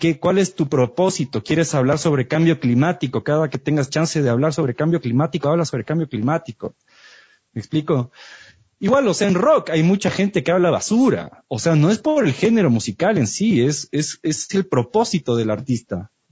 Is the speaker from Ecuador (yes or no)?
yes; Ecuador; O sea, somos ecuatorianos, hello.